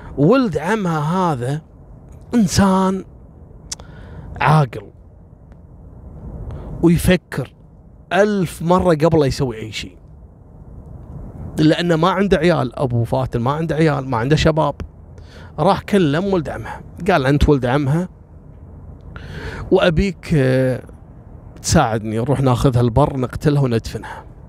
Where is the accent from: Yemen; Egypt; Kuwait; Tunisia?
Kuwait; إن إحنا يعني كويتيين وجايين بسفر